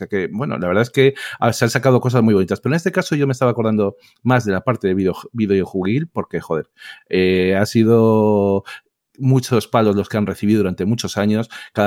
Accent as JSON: {"language": "Spanish", "town": "Madrid", "region": "Community of Madrid", "country": "Spain", "said": "como la mayoría saben, soy de Madrid"}